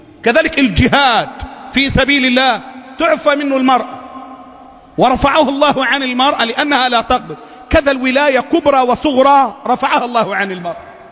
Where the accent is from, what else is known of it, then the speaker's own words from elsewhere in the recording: Egypt; اللهم احفظ بلدنا مصر، اللهم احفظ الموحدين فيها،